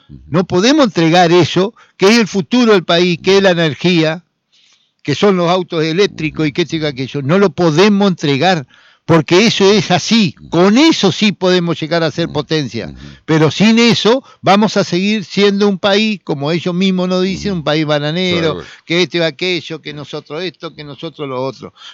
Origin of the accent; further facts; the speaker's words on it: Argentina; Me preocupa como argentino, me preocupa por la entrega, claro, la entrega al país.